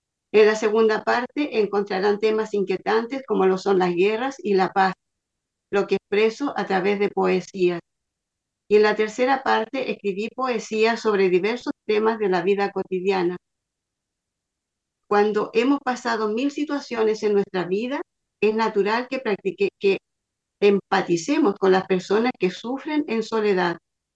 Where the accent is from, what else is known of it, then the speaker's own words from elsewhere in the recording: San Fernando, O'Higgins, Chile; Les saludo desde Chile. Soy de San Fernando, de la sexta región, profesora generalista, orientadora educacional y escritora.